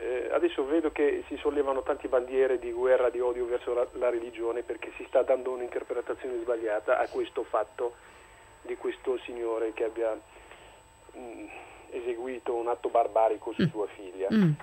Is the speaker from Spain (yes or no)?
no; Morocco; now in Italy; Io sono di origine marocchina